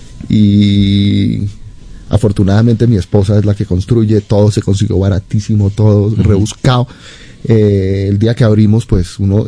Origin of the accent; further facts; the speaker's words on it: Colombia; moved away; Tiene que ponerse también en perspectiva cuando yo me fui de Colombia y en la década de los 90 fue una época muy difícil para el país.